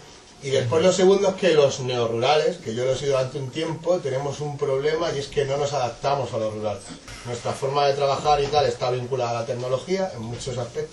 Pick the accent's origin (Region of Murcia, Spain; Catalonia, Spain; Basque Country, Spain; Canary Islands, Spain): Region of Murcia, Spain; Pero soy de Murcia, además.